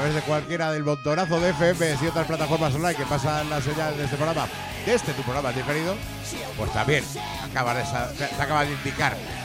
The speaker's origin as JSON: {"language": "Spanish", "town": "Madrid", "region": "Community of Madrid", "country": "Spain", "said": "H, somos de Hortaleza, opa."}